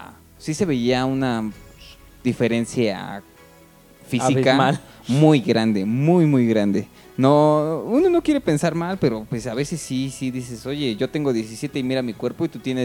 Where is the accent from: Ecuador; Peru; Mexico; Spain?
Mexico; Es que nosotros como mexicanos somos, pues somos considerados como chaparritos